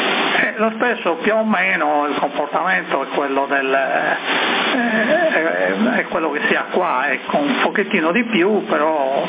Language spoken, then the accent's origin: Italian; Sassari, Sardinia, Italy; born there; io ci sono nato, arrivato a Viale Trieste, dietro quella che c'era l'edicola praticamente